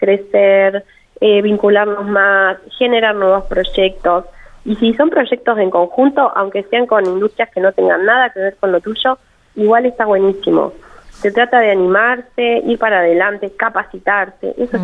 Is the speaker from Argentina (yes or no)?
yes; Argentina; a mí me llenó de esperanza también como argentina